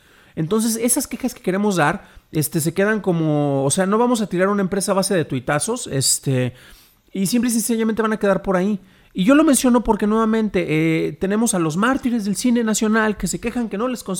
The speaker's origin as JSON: {"language": "Spanish", "country": "Mexico", "said": "les estoy diciendo a ustedes, aunque yo también soy mexicano"}